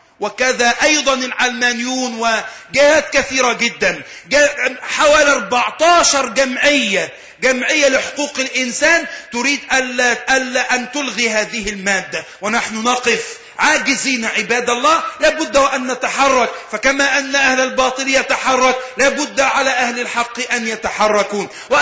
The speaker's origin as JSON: {"language": "Arabic", "town": "Alexandria", "region": "Alexandria Governorate", "country": "Egypt", "said": "عندنا في الإسكندرية عندما حدث انفلات أملي ولم يوجد وجود للشرطة تماما"}